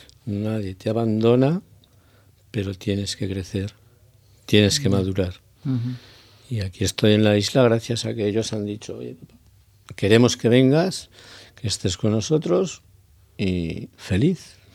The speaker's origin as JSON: {"language": "Spanish", "town": "Zaragoza", "region": "Aragon", "country": "Spain", "moved": "as an adult", "said": "yo llevo 2 años en la isla, vine de Zaragoza"}